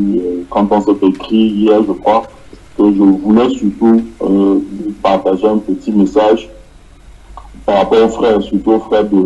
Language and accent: French; Casablanca, Casablanca-Settat, Morocco; Donc, je disais que … de Casablanca.